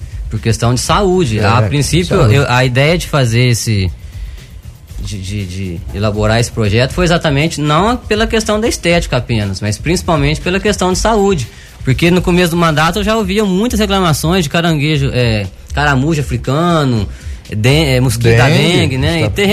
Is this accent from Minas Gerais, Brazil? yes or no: yes; Prata, Minas Gerais, Brazil; now in Guaranésia, Brazil; hoje faz mais de 6 anos que eu moro em Guaranésia, né? Mas a minha vida inteira nasci na Prata, morei lá.